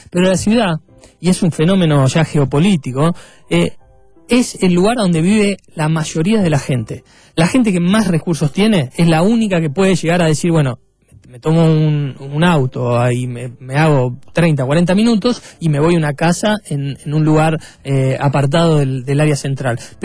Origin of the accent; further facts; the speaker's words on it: Buenos Aires, Argentina; yo soy de Caballito, no quiero tener más torres, no quiero tener más.